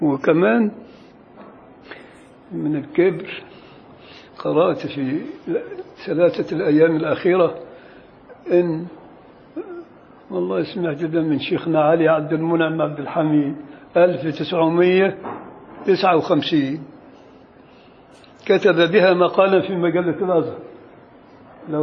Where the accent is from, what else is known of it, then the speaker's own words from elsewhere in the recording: Beni Suef, Beni Suef Governorate, Egypt; ده مثل شعبي عندنا في بني سويف